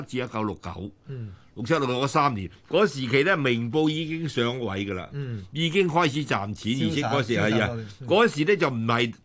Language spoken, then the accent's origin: Cantonese; Macau; 我打擂，我喺澳門。我在澳門大的，都是小路仔，我阿爸啲嗰時喺澳門生活嘅，所以我喺澳門目睹嘅。